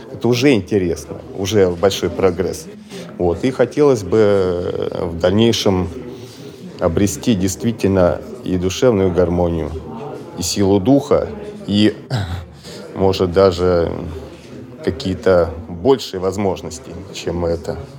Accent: Moscow, Russia; Я из Москвы.

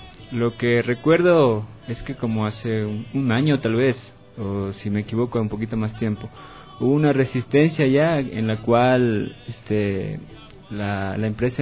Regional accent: Pacto, Pichincha, Ecuador; vengo de la comunidad de Ingapi, ubicada en la parroquia de Pacto, como a 2 horas al noroccidente de Pichincha.

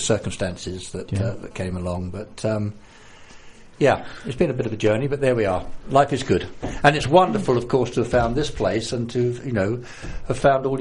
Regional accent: London, United Kingdom; also born or lived in Cyprus / Croydon; No, I was born... I'm from South London.

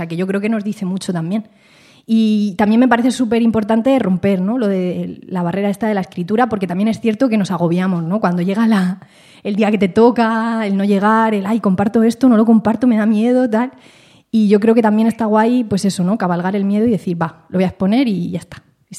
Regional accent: Petrer, Valencian Community, Spain; de Petrer, de mi pueblo.

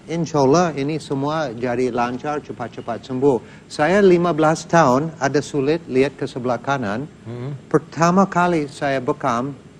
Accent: United States; Indonesian is a second language; now in Indonesia; Saya besar di Amerika, sekolah di Amerika, juga mantan Angkatan Udara Amerika.

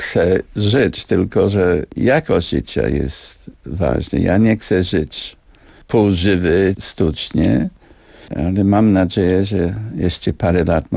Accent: United Kingdom; Polish is a second language; Ale ja jestem Brytyjczykiem. Ja całe życie żyję w tym państwie, Królestwie Zjednoczonym, który jest jeden krok od śmierci.

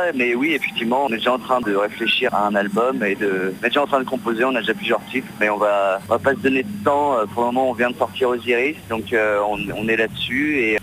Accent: Lyon, Auvergne-Rhône-Alpes, France; C'est-à-dire qu'on vient de Lyon, on connaît personne dans le milieu de la musique

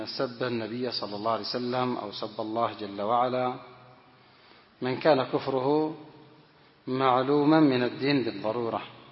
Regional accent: Yemen; هذا من أجهل الناس، موجود عندنا في اليمن

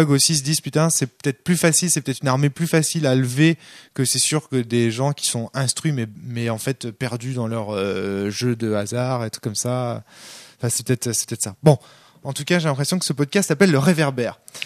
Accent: Brittany, France; Moi, en tant que breton, je me sens proche des buveurs, en fait.

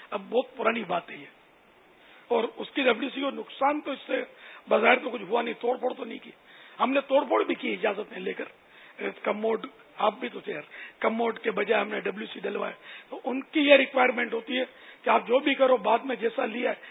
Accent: Karachi, Sindh, Pakistan; born there; یا میں تو سندھ میں پیدا ہوا ہوں یعنی باب المدینہ یہ سندھ کا شہر ہے

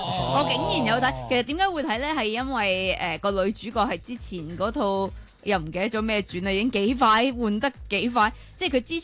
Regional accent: Hong Kong; 咁我哋香港人系咪都应该要呢？

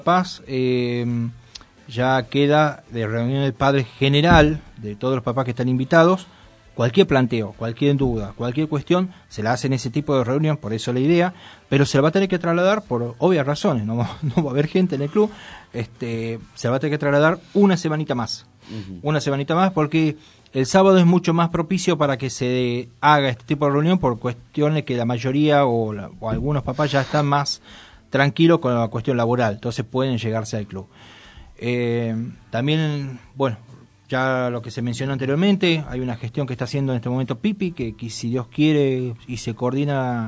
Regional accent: Tucumán, Argentina; Bueno, soy tucumano, no puedo con la R. La tengo que arrastrar, soy así.

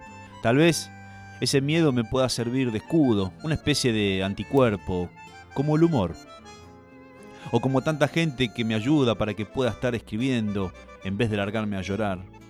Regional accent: Basavilbaso, Entre Ríos, Argentina

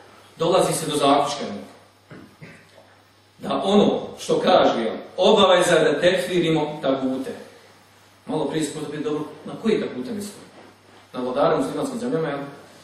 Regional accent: Bosnia & Herzegovina; Kao što kod nas u Bosni ima Bošnjaka

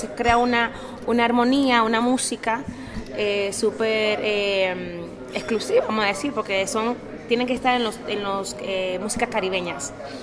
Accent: Dominican Republic; de República Dominicana, queríamos algo que nos representara, que fuera nuestro, muy autóctono, muy de nuestras raíces.

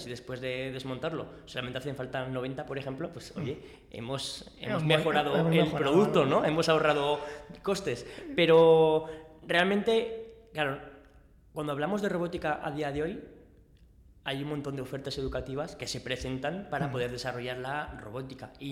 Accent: Aragon, Spain; sí, porque somos

